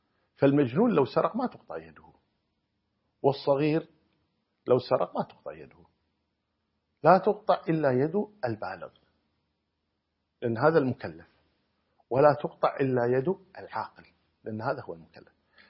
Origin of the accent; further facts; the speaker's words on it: Kuwait; تقريبا جرام الذهب عندنا في الكويت الآن